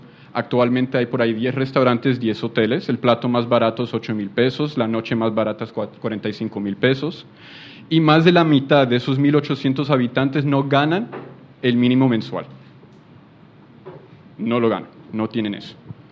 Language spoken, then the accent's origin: Spanish; Huila, Colombia; also born or lived in United States; Mi madre es huilense, mi padre es uruguayo, nací en Estados Unidos y me crearon como un ping-pong entre Estados Unidos y el Huila.